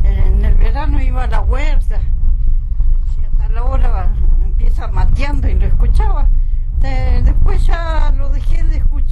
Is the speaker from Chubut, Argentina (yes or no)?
yes; Lago Rosario, Chubut, Argentina; born there; Yo nací en Lago Rosario.